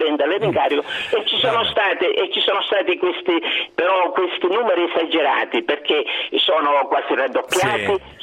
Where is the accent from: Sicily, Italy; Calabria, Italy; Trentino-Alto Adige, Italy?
Sicily, Italy; Comiso; io non so se lei ha sentito parlare del mio paese, Comiso.